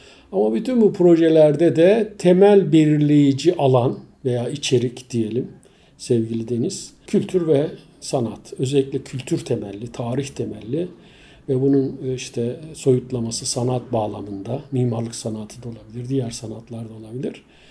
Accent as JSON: {"language": "Turkish", "town": "Bozköy", "region": "Çanakkale", "country": "Turkey", "tie": "born or raised there", "moved": "as an adult", "said": "ben aslında yani 55 yıl önce Çanakkale'de doğmuşum. Yaşım 55. Dolayısıyla Çanakkale'de Geyikli bölgesinde bulunan Bozköy diye bir köyde. Baba memleketim orası. Aile memleketim orası."}